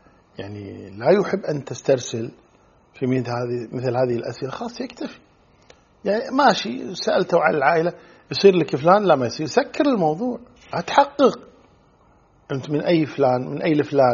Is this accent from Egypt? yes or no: no; Kuwait; خاصة عندنا في الكويت في قضية السؤال دائما شو اسمك